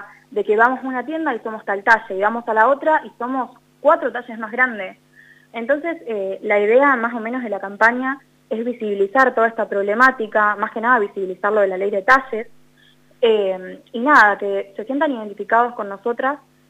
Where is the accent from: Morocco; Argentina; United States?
Argentina; Macachín, La Pampa; Sí, yo soy de Macachín, no de Santa Rosa.